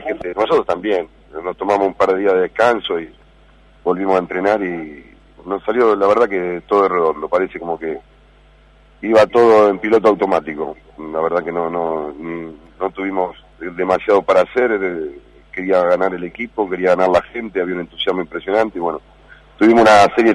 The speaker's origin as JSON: {"language": "Spanish", "town": "Chivilcoy", "region": "Buenos Aires Province", "country": "Argentina", "tie": "born there", "said": "es mi club donde yo nací, de que soy hincha"}